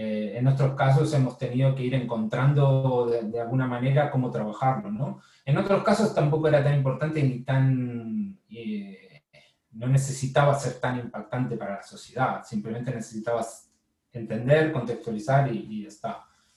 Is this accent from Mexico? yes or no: no; Argentina; also born or lived in Barcelona / New York; now in Spain; cuando me vine de Argentina a Barcelona tampoco nunca había visto Barcelona y cuando me fui a Nueva York tampoco nunca había estado en Nueva York.